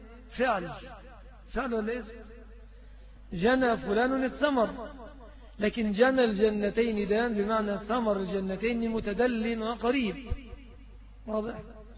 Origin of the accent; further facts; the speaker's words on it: Egypt; بعض أهل البلاد العربية يأخذوها علينا كمصريين